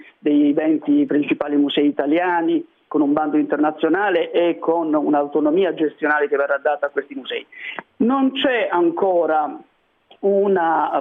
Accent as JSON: {"language": "Italian", "region": "Apulia", "country": "Italy", "said": "Io sono pugliese, quindi mi riferisco in particolare delle situazioni dell'Italia meridionale"}